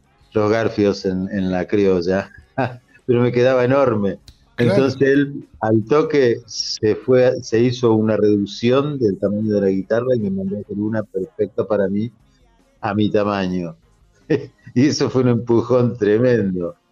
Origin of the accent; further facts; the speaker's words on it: Entre Ríos, Argentina; Yo soy de Nuevo Ya, Entre Ríos.